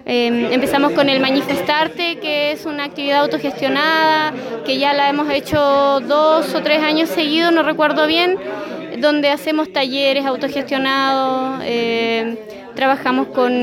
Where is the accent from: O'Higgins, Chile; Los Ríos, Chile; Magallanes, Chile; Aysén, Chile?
Aysén, Chile; Villa Mañihuales; soy de Villa Mañiguales, oriunda de ahí del sector, nací y me crié ahí